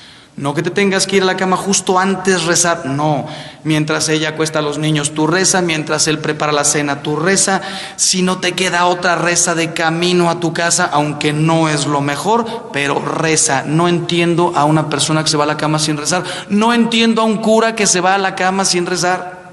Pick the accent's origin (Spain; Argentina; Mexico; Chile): Mexico; y yo soy mexicano